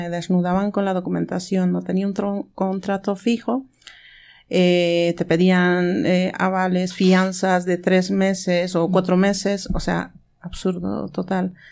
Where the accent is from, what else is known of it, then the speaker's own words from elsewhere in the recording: Bolivia; now in Spain; el 2017 me fui a mi tierra, estuve 1 año y 2 meses y volví de Bolivia